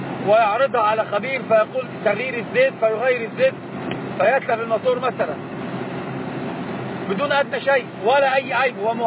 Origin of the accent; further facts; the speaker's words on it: Egypt; ما طبعا غير عندنا في مصر،